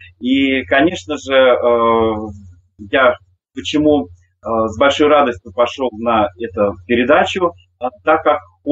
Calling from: Mozhaysk, Moscow Oblast, Russia; Я вещаю вам из Можая, даже из Можайского района, из самых истоков Москвы-реки, где мы существуем как этнокультурный центр «Колосвет», такое старейшее эко-поселение с начала 80-х годов.

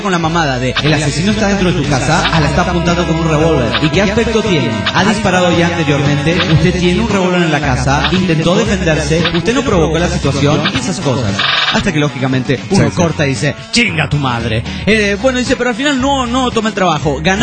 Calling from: Hermosillo, Sonora, Mexico; de Hermosillo, hace un chingo que no la veníamos por aquí reportándome rápidamente

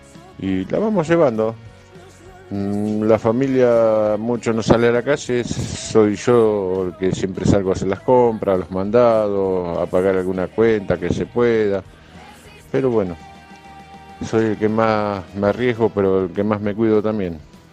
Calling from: Marcos Paz, Buenos Aires Province, Argentina; de Marcos Paz, de Buenos Aires.

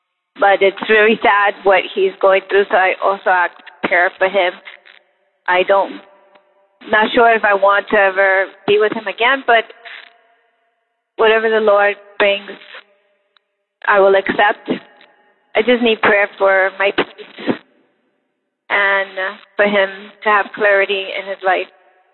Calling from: Florida, United States; I'm calling from South Florida.

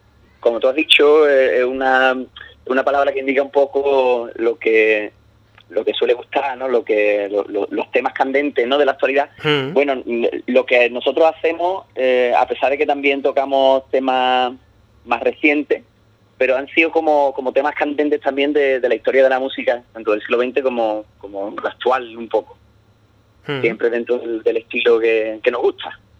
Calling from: Jerez de la Frontera, Andalusia, Spain; la base, digamos, del grupo está aquí en Jerez, desde donde te llamo.

